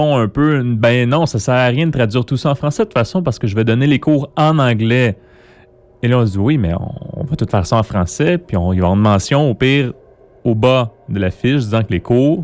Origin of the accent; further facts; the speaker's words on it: Quebec, Canada; parce que je suis un Québécois qui parle français